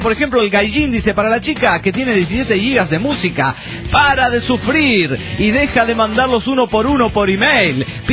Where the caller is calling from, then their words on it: Venado Tuerto, Santa Fe, Argentina; de Venado Tuerto, provincia de Santa Fe, República Argentina.